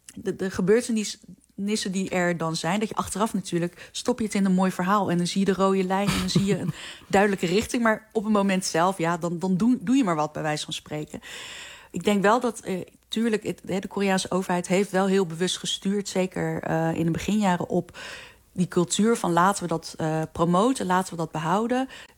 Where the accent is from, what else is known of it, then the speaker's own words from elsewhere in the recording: Netherlands; zijn best wel veel Amerikaanse Koreanen in Amerika, net zoals ik. Ik ben opgegroeid in Nederland.